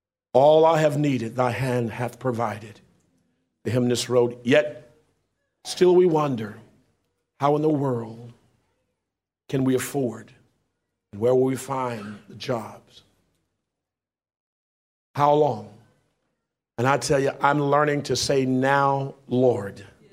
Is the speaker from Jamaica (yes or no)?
no; United States; Born and raised in the United States, and I've never had an opportunity to go to the White House.